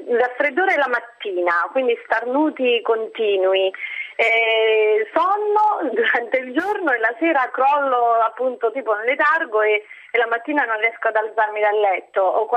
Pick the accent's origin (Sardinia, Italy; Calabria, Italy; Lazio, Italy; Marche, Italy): Lazio, Italy; Rome; perché poi siamo da Roma, dopo questo gelo che abbiamo avuto, questa neve